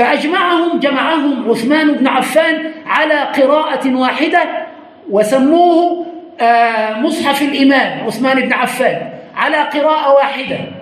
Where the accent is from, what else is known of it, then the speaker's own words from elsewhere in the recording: Egypt; وعندنا في مصر نقرأ بقراءة حفص.